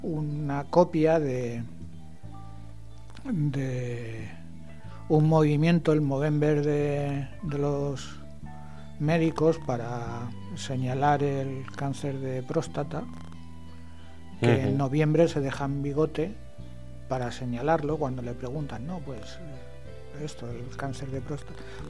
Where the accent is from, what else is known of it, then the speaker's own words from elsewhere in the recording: Madrid, Community of Madrid, Spain; Yo me acuerdo de cuando era chaval también, yo vivía en Madrid